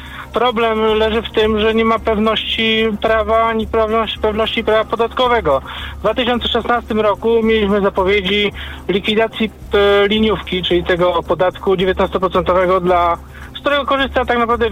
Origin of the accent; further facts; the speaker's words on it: Tarnów, Lesser Poland, Poland; Mówię, że jestem mikroprzedsiębiorcą z Tarnowa.